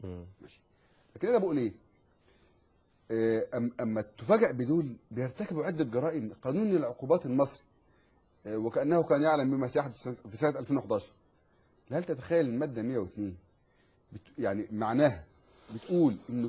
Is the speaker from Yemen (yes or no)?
no; Egypt; ومن قريتي انا قريه الكماشي